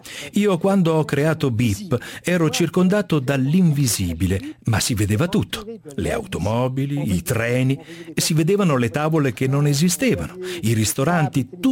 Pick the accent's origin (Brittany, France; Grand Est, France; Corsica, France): Grand Est, France; Strasbourg; born there; Italian is a second language; E io sono nato a Strasburgo, sul Reno.